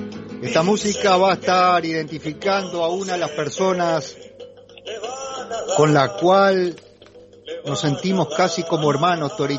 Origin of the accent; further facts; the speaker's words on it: Paysandú, Uruguay; now in Montevideo, Uruguay; yo vengo de Paysandú, un pueblo más grande que Alberti, pero pequeño al fin.